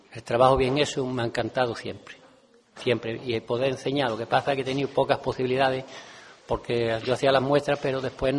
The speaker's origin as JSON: {"language": "Spanish", "town": "Benamahoma", "region": "Andalusia", "country": "Spain", "tie": "born or raised there", "said": "a mi edad pues empezábamos muy temprano a trabajar, por necesidad. Yo soy de Benamahoma y entonces allí lo que había era campo"}